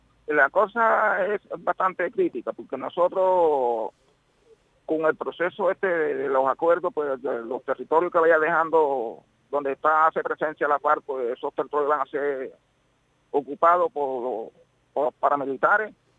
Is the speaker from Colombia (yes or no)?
yes; Colombia; Bueno, como colombiano que soy, pues soy un esperanzador y muy positivo en el proceso de paz